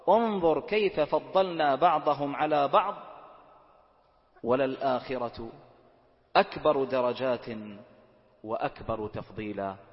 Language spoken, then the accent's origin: Arabic; Bahrain; واجعل بلدنا البحرين آمنة مطمئنة، سخاء رخاء